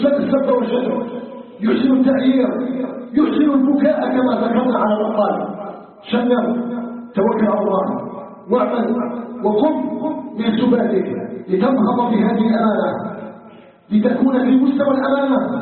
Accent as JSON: {"language": "Arabic", "country": "Algeria", "said": "أسأله تبارك وتعالى أن يجعل بلدنا الجزائر بلدا طيبا آمنا مطمئنا"}